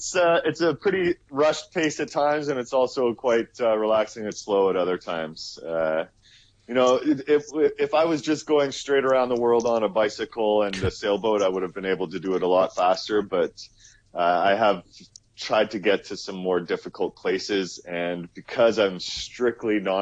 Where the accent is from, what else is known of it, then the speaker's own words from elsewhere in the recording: Canada; I can't, as a Canadian, I can't go through Iran or Tibet without having a guide with me at all times